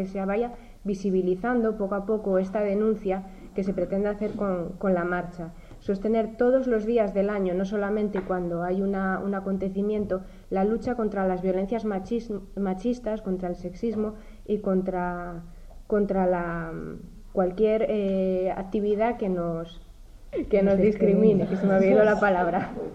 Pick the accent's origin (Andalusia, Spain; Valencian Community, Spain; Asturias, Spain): Asturias, Spain; Castrillón; vengo de Castrillón y represento al territorio de Avilés y los concejos limítrofes.